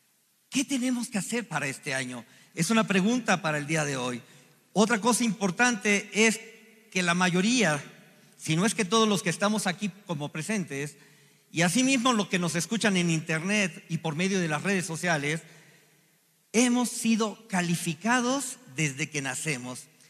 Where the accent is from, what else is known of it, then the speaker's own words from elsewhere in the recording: Chihuahua, Mexico; born there; y yo nací en Chihuahua. Mi mamá es de Zacatecas y mi papá es de Querétaro.